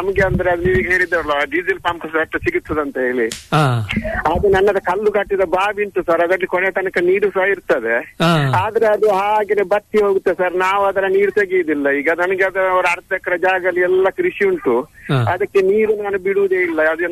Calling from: Mangaluru, Karnataka, India; ನಾನು ಮಂಗಳೂರಿಂದ ಸರ್. ಮಂಗಳೂರಿಂದ

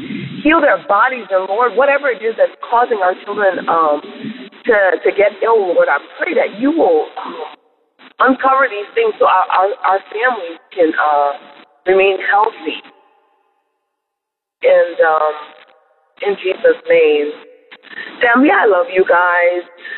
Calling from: Charlotte, North Carolina, United States; Good morning, Dabbers. I am calling from Charlotte, North Carolina.

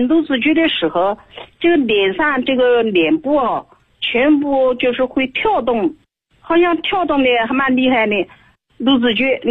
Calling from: Nanjing, Jiangsu, China; 我是南京的。

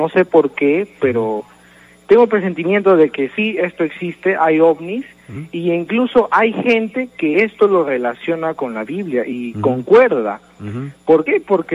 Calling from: Villa El Salvador, Lima, Peru; De Villa El Salvador.

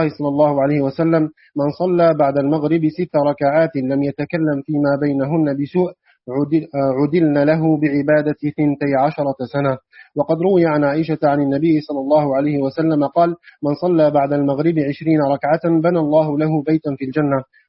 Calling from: Algeria; شيخنا من الجزائر من الجزائر شيخ.

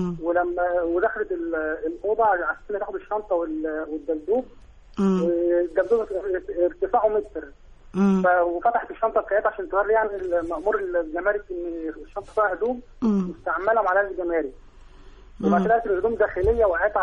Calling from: Nasr City, Cairo Governorate, Egypt; من مدينه نصر.

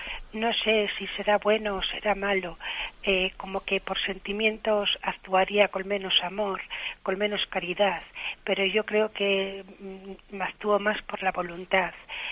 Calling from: Valladolid, Castile and León, Spain; de Valladolid.

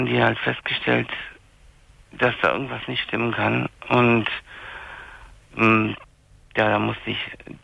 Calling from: Munich, Bavaria, Germany; Ich bin bei uns in München hier tierisch Glatteis, weißt, also so das Wetter halt, es war alles glatt.

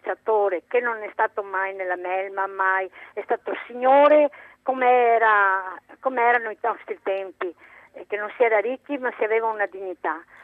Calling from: Padua, Veneto, Italy; Sono da Padova e sono in pensione, premetto.

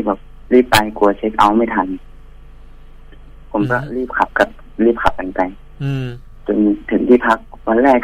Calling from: Bangkok, Thailand; กรุงเทพครับพี่พระราม3

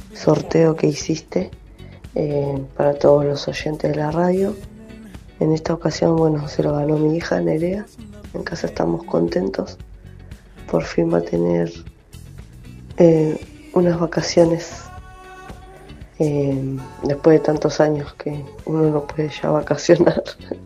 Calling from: Quilmes, Buenos Aires Province, Argentina; de Quilmes.

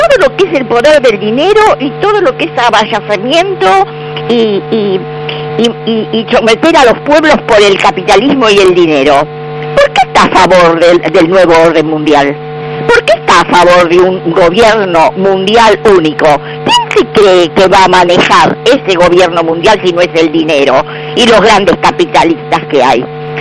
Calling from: Buenos Aires, Argentina; de Balvanera

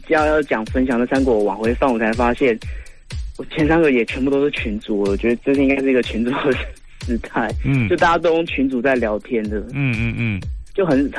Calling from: Taipei, Taiwan; 我是台北的 AD，

